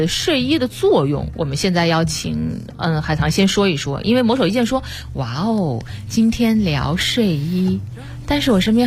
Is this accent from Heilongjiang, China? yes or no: no; Wuhan, Hubei, China; 就针对南方人啊，像我的家乡武汉，再往东一点像上海南京